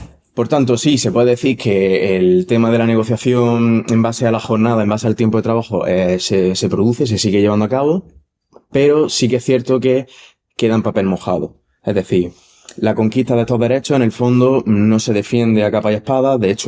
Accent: Granada, Andalusia, Spain; soy de aquí de Granada.

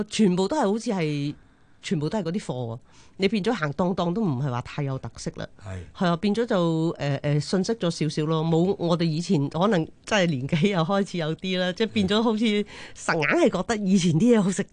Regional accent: Chaozhou, Guangdong, China; 即係譬如我哋潮州人中意做嗰啲蚵仔煎啊嗰啲咧，其實都用鴨蛋嘅喎。

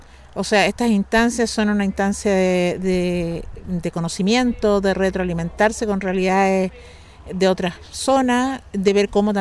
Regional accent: San Fernando, O'Higgins, Chile; soy de San Fernando, de la sexta región, O'Higgins, provincia de Colchagua. San Fernando es la capital de la provincia de Colchagua.

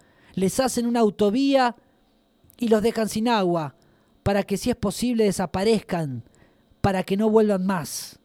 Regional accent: Argentina; Como argentinos, ahora que vamos a votar en las elecciones, reflexionar profundamente sobre el sentido nacional, sobre lo que significa ser parte de esta nación argentina tan joven

